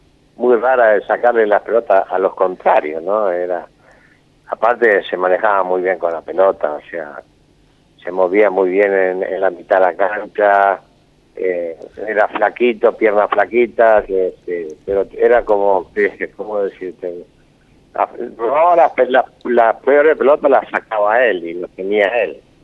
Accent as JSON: {"language": "Spanish", "region": "Santa Fe", "country": "Argentina", "moved": "as an adult", "said": "Yo vine de Santa Fe en el 71 a San Lorenzo de Almagro"}